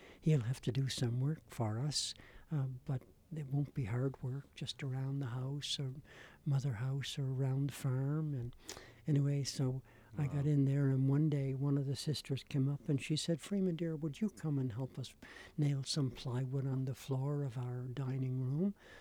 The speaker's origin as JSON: {"language": "English", "town": "Charlottetown", "region": "Prince Edward Island", "country": "Canada", "also_born_or_lived": "Cape Breton / Antigonish", "said": "I'm from Charlottetown. I got here kind of a long way around, from way up in Cape Breton and Inganish Beach, and then to Antigonish, Nova Scotia, where I studied at St. Vex for 4 years."}